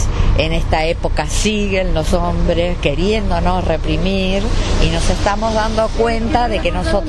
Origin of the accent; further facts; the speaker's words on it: Mar del Plata, Buenos Aires Province, Argentina; soy de Mar del Plata, tengo 66 años